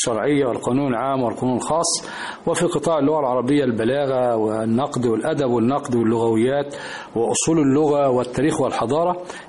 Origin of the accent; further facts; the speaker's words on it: Egypt; يعني بلدنا مصر